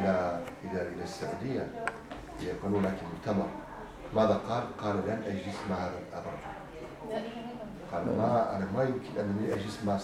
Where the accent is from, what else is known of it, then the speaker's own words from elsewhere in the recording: Turkey; فقلت أنا تركي أصلا كان عندي جواز بلجيكي